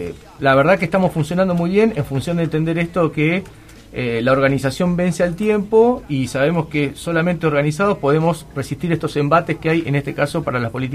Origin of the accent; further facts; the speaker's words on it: La Plata, Buenos Aires Province, Argentina; para nosotros que somos platenses